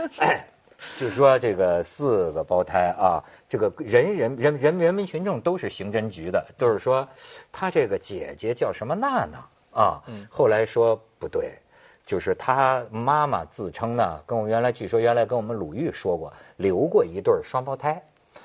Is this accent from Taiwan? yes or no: no; Zhangqiu, Shandong, China; 我们老家山东章丘的